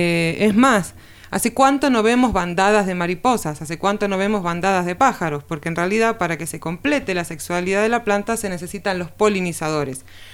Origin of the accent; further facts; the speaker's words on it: Buenos Aires, Argentina; born there; moved away as an adult; now in Villa Las Rosas, Argentina; yo nací en Capital Federal, en Buenos Aires. En el año 2011 me voy a vivir a Tras la Sierra, a Villa Las Rosas